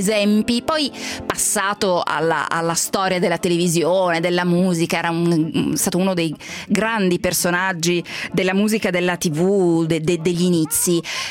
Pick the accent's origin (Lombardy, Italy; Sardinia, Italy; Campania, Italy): Lombardy, Italy; Io sono Brianzola